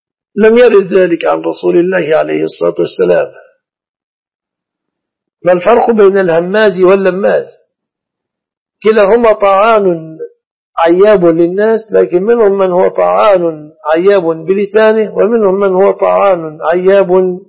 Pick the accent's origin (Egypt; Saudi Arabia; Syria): Egypt; فالناس الآن لا يأكلون الشعير في بلادنا مصر